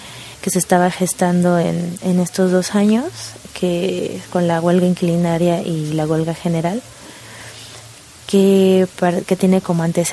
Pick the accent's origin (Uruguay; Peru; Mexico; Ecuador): Mexico; Veracruz; mi ciudad natal, que es el puerto de Veracruz